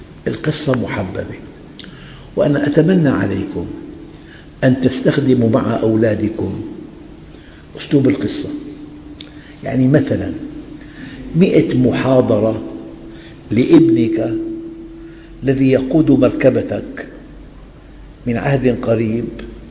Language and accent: Arabic; Syria; عندنا في الشام